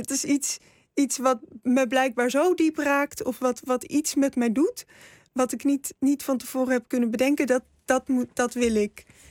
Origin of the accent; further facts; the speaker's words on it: 's-Hertogenbosch, North Brabant, Netherlands; born there; Ik ben in Den Bosch geboren.